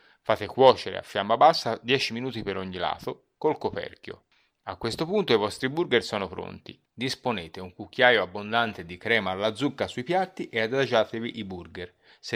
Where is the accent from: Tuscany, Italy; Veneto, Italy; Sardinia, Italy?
Tuscany, Italy; Florence; Oggi ancora di più da Fiorentino Doc mi scatta la polemica e l'accento diventa vernacolo.